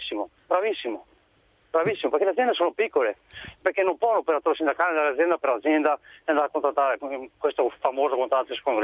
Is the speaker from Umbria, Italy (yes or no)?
no; Veneto, Italy; specialmente io sono veneto, no?